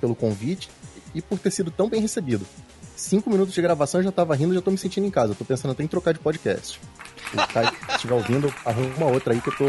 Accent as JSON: {"language": "Portuguese", "region": "Rio de Janeiro", "country": "Brazil", "lives_now": "São Paulo, Brazil", "said": "eu moro em São Paulo, mas eu sou do Rio"}